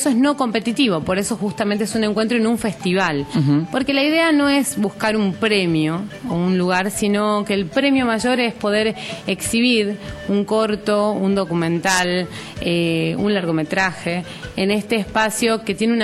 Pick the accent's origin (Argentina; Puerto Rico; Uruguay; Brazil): Argentina; San Pedro, Jujuy; Yo soy de San Pedro, queda a 60 kilómetros de la capital de la provincia, de la zona de las Yungas, por ahí una de las zonas menos conocidas de la provincia, porque es la zona selvática, la zona verde.